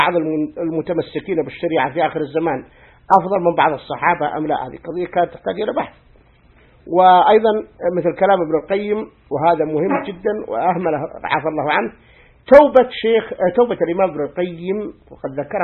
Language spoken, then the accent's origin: Arabic; Egypt; قال هذه اسمها عندنا في مصر أو نطلق عليها الكاسوسة الحسناء،